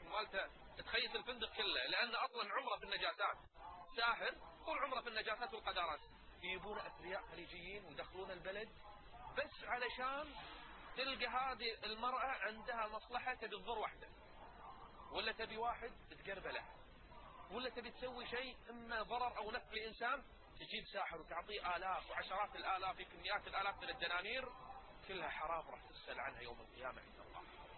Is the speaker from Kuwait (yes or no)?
yes; Kuwait; يدرون ان احنا عندنا بالكويت ما في عقوبة تجرم السحر